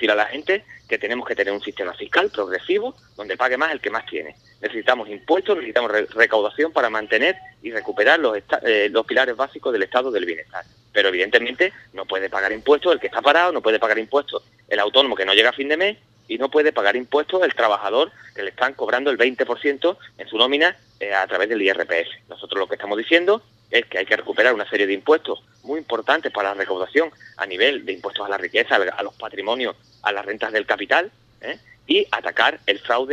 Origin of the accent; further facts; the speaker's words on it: Medina Sidonia, Andalusia, Spain; El campo de la sierra, de la campiña, yo soy de Medina Sidonia, el campo de Jerez